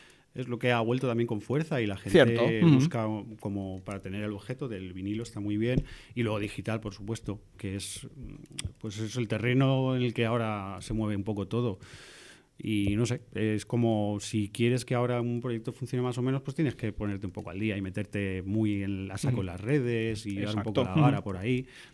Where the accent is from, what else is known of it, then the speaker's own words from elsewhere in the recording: Picanya, Valencian Community, Spain; quise que fuese en mi pueblo, en Picaña